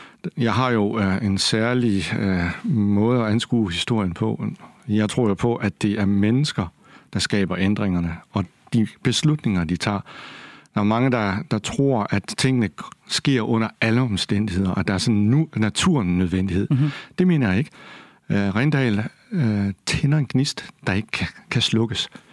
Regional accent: Kolding, Region of Southern Denmark, Denmark; Jeg havde en dygtig dansklærer. Jeg er selv fra Kolding

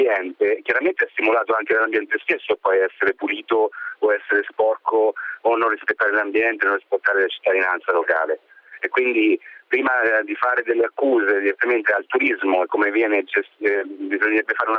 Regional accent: Marche, Italy; Guardi, io sono marchigiano

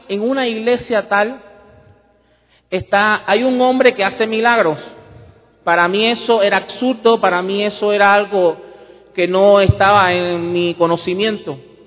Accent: Cuba; born there; desde que yo nací, a los niños en Cuba se les educa en lo que es ir en contra de todo lo que es Dios, es el ateísmo.

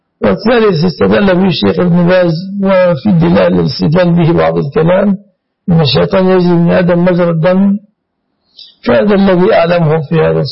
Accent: Egypt; هذا يتسمى جمعية عندنا في مصر.

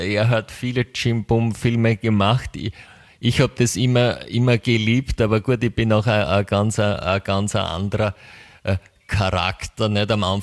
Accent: United States; das kann sogar ich als Amerikaner

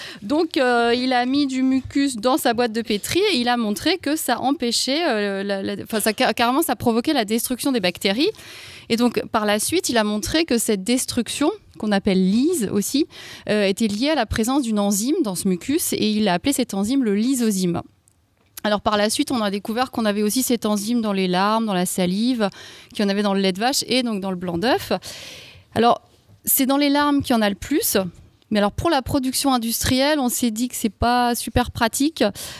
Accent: Grand Est, France; Fallait que je le dise parce que je viens d'Alsace

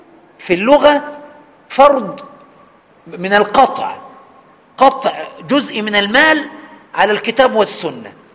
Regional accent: Egypt; سواء عندنا في مصر في وجه البحري أو الوجه القبلي

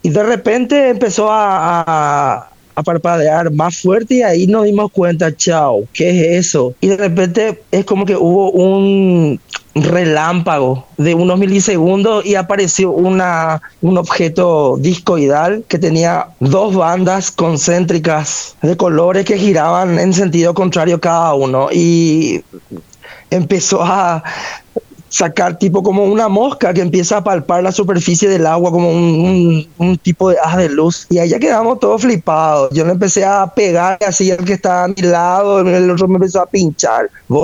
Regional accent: Paraguay; yo de aquí, yo siendo paraguayo y de Paraguay

